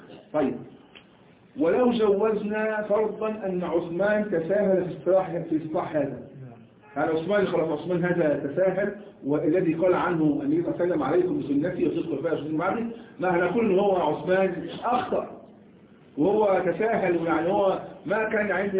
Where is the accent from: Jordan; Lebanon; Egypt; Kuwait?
Egypt; نحن كمصريين لا نخرج اللسان عمق الله وعندنا ايضا كمصريين لا نقول بالجيم جاء